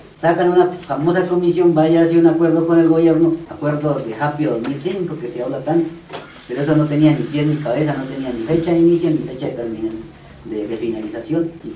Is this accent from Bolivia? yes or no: no; Corinto, Cauca, Colombia; yo soy de Corinto, pase allá.